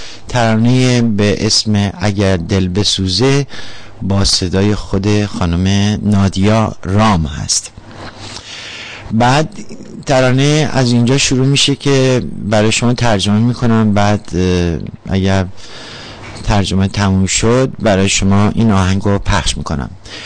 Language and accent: Persian; Iran; میگن مازندرانی هستم، ولی واقعیتش اینه که نمیدونم اهل کجام، ولی ایرانی هستم، افتخار میکنم که ایرانی هستم